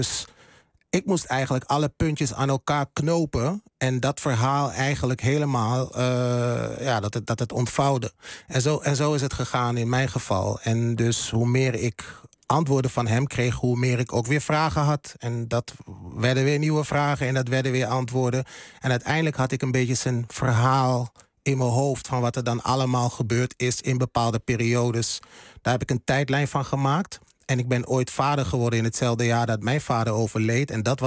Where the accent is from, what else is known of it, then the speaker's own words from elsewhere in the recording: Hengelo, Overijssel, Netherlands; Ik ben opgegroeid in Hengelo, in Twente. Het oosten van het land, voor de mensen die niet weten waar het ligt.